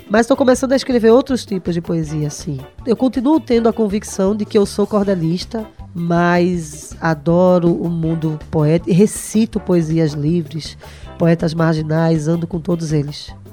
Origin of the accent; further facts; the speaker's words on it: Recife, Pernambuco, Brazil; eu sou de Recife, né, como eu falei antes, mas minha família toda é do sertão do Pajeú, da cidade de Itabira.